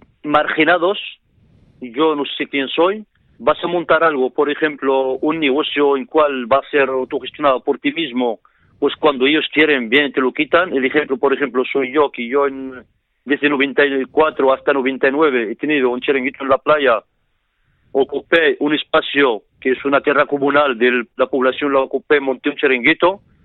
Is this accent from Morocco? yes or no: yes; Ajdir, Tanger-Tetouan-Al Hoceima, Morocco; Spanish is a second language; now in Almería, Spain; yo como soy del pueblo de Ashdir y de la provincia de Alhucemas, yo aprendí el dialecto marroquí, lo aprendí aquí en Almería. ¿Sabes? Yo en el colegio directamente estudiaba en árabe clásico y francés. Luego sigue el secundario en inglés.